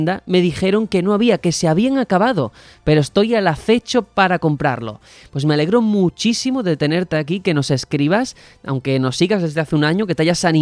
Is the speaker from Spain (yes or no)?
yes; Spain; nosotros somos españoles